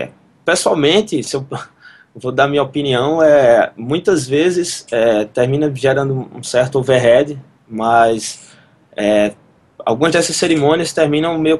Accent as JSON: {"language": "Portuguese", "town": "Campina Grande", "region": "Paraíba", "country": "Brazil", "tie": "born or raised there", "said": "em Campina Grande, minha cidade natal"}